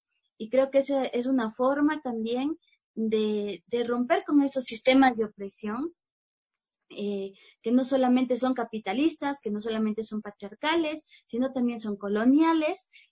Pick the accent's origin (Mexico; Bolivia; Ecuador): Ecuador; Machachi, Pichincha; now in Quito, Ecuador; aquí voy viviendo un año y medio aquí en Quito. Yo soy de Machachi, estamos entre Cotopaxi y Quito, pero digamos vengo de una matriz pansalea